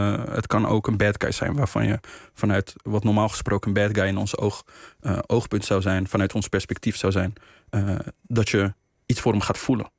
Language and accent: Dutch; Rotterdam, South Holland, Netherlands; ik ben in Spangen opgegroeid, in Rotterdam. In de jaren 90 best wel een heftige wijk, een heftige buurt geweest. Het is nu gelukkig al wel flink opgeknapt.